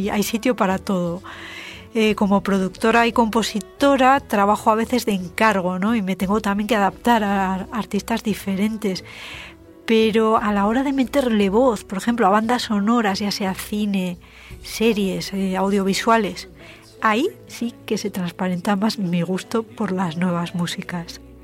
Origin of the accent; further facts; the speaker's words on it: Pamplona, Navarre, Spain; Soy de Pamplona